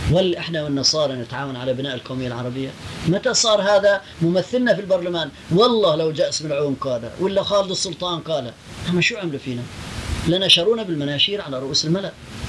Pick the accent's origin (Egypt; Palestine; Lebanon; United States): Palestine; وأنا فلسطيني